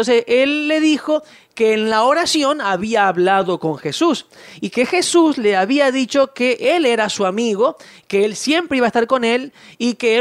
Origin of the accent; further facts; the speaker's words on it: Buenos Aires, Argentina; Yo me crié, como vos sabes, en Buenos Aires.